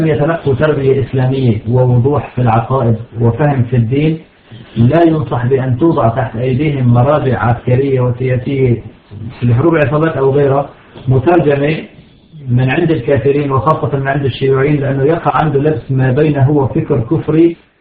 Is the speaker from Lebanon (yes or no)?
no; Syria; سرايا الدفاع عندنا في سوريا